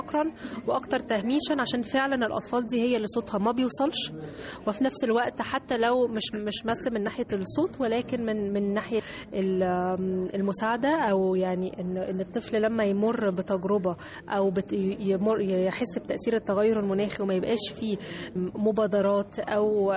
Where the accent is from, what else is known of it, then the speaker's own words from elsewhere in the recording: Egypt; مش بس احنا يعني كمصريين بس